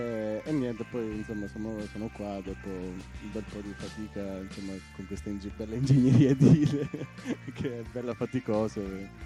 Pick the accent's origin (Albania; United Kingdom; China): Albania; Berat; Italian is a second language; vengo dall'Albania, dal centro sud, un paesino che si chiama Berat. È un paesino abbastanza antico e fa parte dell'UNESCO, ha una storia lunga 2400 anni